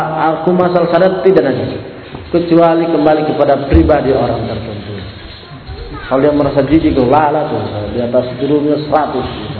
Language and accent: Indonesian; Sulawesi, Indonesia; Itu kan nah, bagi kita orang Sulawesi tidak terbiasa.